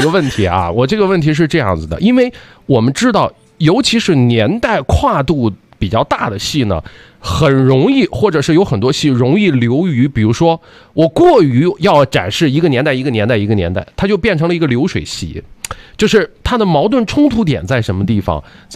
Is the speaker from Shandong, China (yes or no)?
yes; Shandong, China; 我是山东人啊，就是我们那吃饭感觉讲究规矩比较多